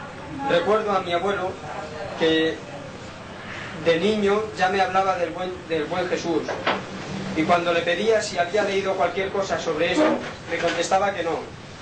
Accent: Palma, Balearic Islands, Spain; also born or lived in Inca; soy inquero, nací en Inca en el año 1928. Se han equivocado también. Un 12 de abril. Pero a los dos o tres años me bajaron a ciudad, a Palma. Fuimos a vivir en una casa, en la Plaza de la Paja

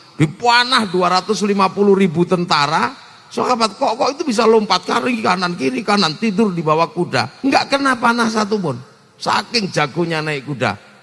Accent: Yogyakarta, Special Region of Yogyakarta, Indonesia; Saya orang Jogja

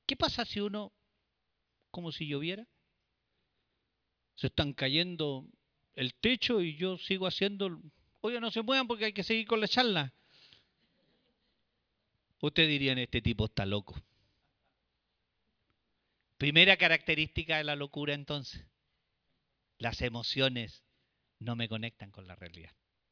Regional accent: Chile; nosotros también como chilenos estamos afectados por este tipo de tragedias

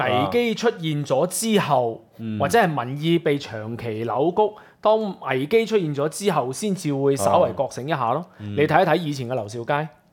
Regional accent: Hong Kong; 從而睇得到我哋香港人認同

